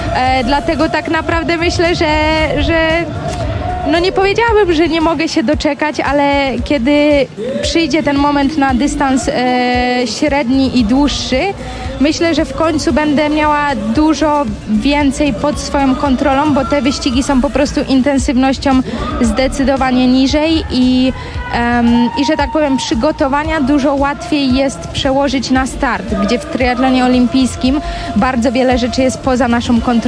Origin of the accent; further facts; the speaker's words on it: Bydgoszcz, Kuyavian-Pomeranian Voivodeship, Poland; now in Girona, Spain; nie ukrywam, że pochodzę z Bydgoszczy, a tam tereny do przede wszystkim treningu kolarskiego nie są najlepsze, bo są po prostu bardzo płaskie